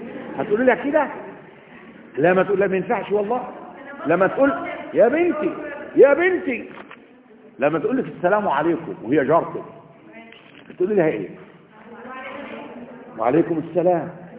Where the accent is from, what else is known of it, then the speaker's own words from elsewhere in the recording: Upper Egypt, Egypt; وعندنا في الصعيد لما بيقول الواحد بيسيب دقن 40 يوم حزنا، ده صحيح، اللي من الصعيد يعرف كده